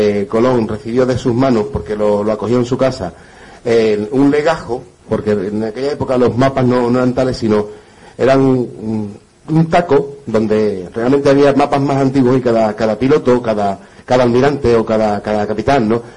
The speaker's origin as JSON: {"language": "Spanish", "town": "Huelva", "region": "Andalusia", "country": "Spain", "said": "yo que soy de Huelva"}